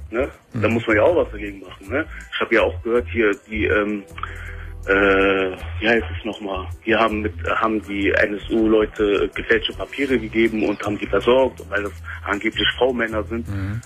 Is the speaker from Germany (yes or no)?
no; Palestine; ich bin ja Palästinenser.